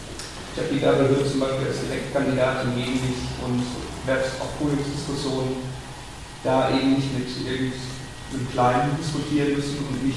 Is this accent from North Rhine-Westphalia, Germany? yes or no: yes; Hamm, North Rhine-Westphalia, Germany; aber ich komme aus Hamm